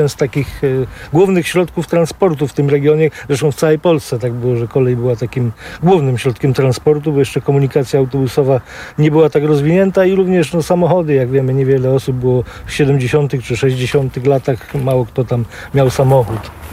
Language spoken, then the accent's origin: Polish; Męcina, Lesser Poland, Poland; Stąd pochodzę z Męciny, mój ojciec pracował na tej stacji i ja bywałem od dziecka, jak takie małe dziecko.